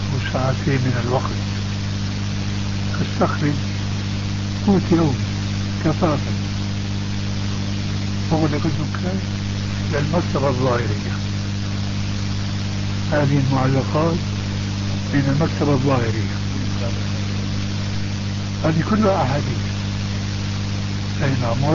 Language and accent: Arabic; Syria; وبلغت سيرة أيضا يقولون عندنا في الشام